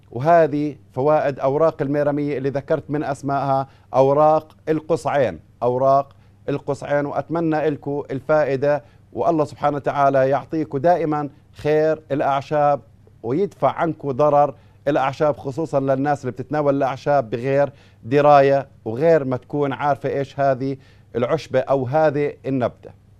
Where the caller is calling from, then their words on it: Baghdad, Baghdad Governorate, Iraq; أنا من بغداد أشكو من حصوة في الكلية